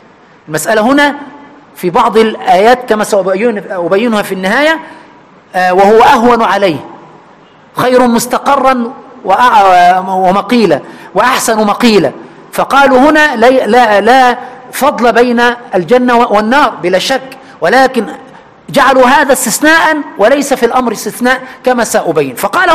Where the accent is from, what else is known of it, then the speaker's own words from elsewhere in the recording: Egypt; عندنا في مصر